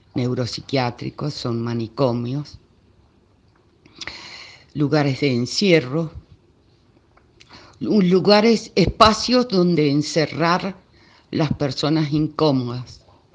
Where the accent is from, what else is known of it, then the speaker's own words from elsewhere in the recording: Argentina; nosotros como argentinos nos tenemos que sentir orgullosos